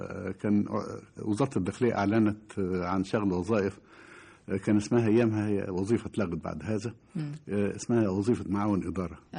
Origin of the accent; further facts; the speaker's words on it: Cairo, Cairo Governorate, Egypt; لأن أنا تربيت في القاهرة لم أكن على صلة بالريف على وجه الإطلاق.